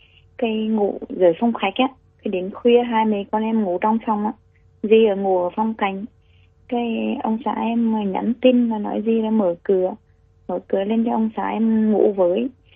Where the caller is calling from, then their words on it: Thủ Đức, Ho Chi Minh City, Vietnam; Em đang gọi điện từ quận 9 Thủ Đức.